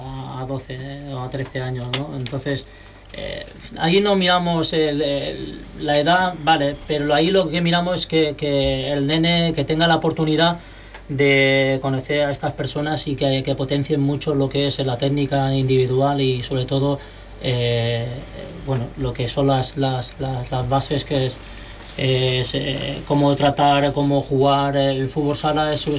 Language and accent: Spanish; Cieza, Region of Murcia, Spain; born there; Además, nacido en donde nací yo, en Cieza, Murcia.